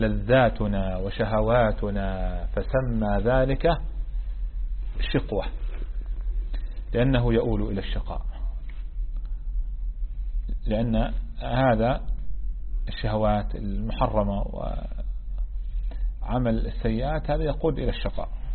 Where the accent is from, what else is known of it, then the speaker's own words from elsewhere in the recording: Palestine; احنا منقول في لهجتنا العامية في فلسطين لفحني الهوى،